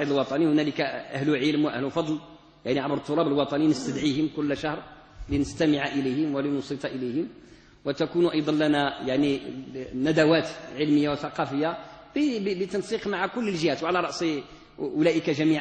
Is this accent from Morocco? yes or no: yes; Morocco